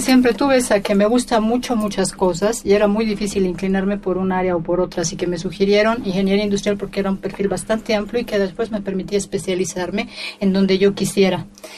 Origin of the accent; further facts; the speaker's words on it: Cochabamba, Bolivia; also born or lived in Oruro; Yo soy de Cochabamba, aunque nací en Oruro.